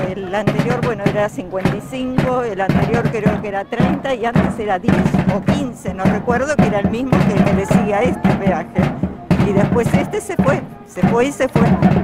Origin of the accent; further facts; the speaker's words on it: Lobos, Buenos Aires Province, Argentina; Soy jubilada, soy de Lobos.